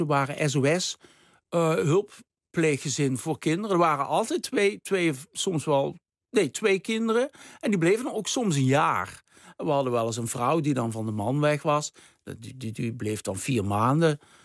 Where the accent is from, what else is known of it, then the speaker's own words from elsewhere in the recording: Deurne, North Brabant, Netherlands; Maar ik kom uit Deurne, dus ik voelde me heel erg betrokken bij die boeren.